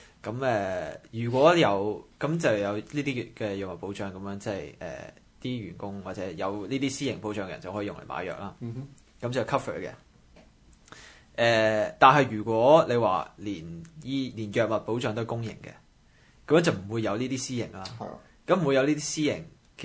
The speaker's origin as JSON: {"language": "Cantonese", "country": "Canada", "said": "即我們加拿大人係咁話自己醫療系統幾好啊！"}